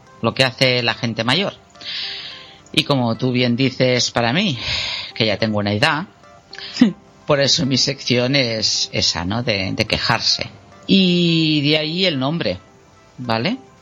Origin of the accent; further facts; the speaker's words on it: Barcelona, Catalonia, Spain; born there; pues yo me encuentro situada en el Portal de la Selva. Hace unos años que vivo aquí, aunque nací en Barcelona y aunque tampoco me considere de Barcelona. De hecho, suena muy así, pero me considero ciudadana del mundo.